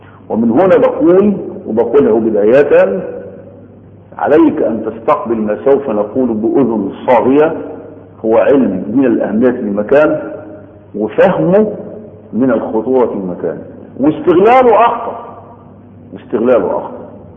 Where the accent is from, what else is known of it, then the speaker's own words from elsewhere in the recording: Egypt; يعني عندنا في مصر بننطق لغة، في السعودية بينطقوا لكنة ولغة